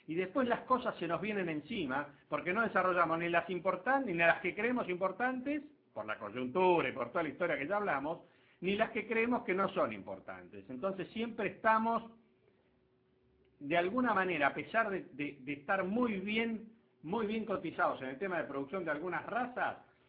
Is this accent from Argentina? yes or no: yes; Argentina; porque somos argentinos no podemos hacer las cosas mejor que los demás o no podemos hacer las cosas bien